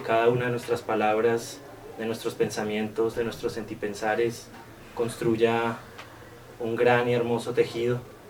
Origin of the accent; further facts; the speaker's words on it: Pachavita, Boyacá, Colombia; Originario de Pachavita, Boyacá soy. Yo vengo del suroriente de Boyacá, para quienes conocen esa hermosa región.